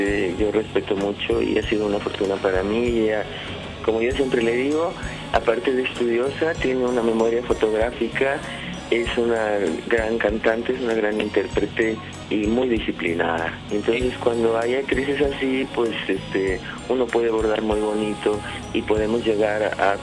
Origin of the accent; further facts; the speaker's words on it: Tepic, Nayarit, Mexico; also born or lived in Mexico City / Rome; Como actriz de teatro hice mi carrera desde mi tierra natal, que soy de Tepic, Nayarit, de un lugar donde existen los huicholes y los coras. Y luego me vine a la Ciudad de México a estudiar. Después de aquí tuve la oportunidad de irme a Europa y viví 9 años